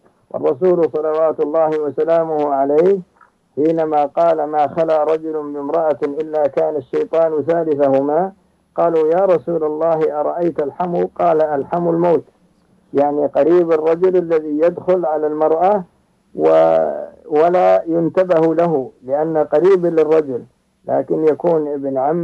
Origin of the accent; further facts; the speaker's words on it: Saudi Arabia; كما هو موجود عندنا في المملكة العربية السعودية